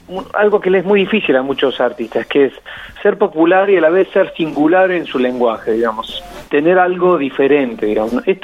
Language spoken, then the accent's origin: Spanish; Córdoba, Argentina; now in La Plata, Argentina; Yo soy cordobés, nacido en Córdoba, pero bueno, después me mudé a La Plata.